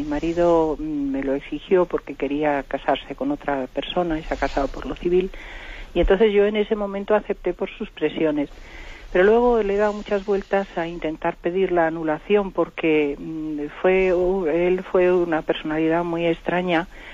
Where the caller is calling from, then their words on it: Madrid, Community of Madrid, Spain; Buenos días … de Madrid.